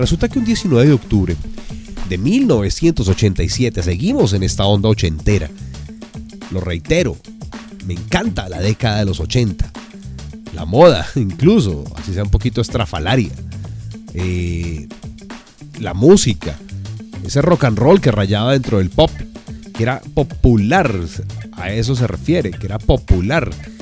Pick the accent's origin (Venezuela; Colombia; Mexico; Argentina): Colombia; así somos los colombianos.